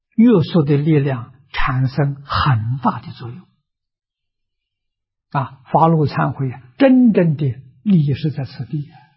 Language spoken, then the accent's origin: Chinese; China; 我们中国人把它的尾音省掉了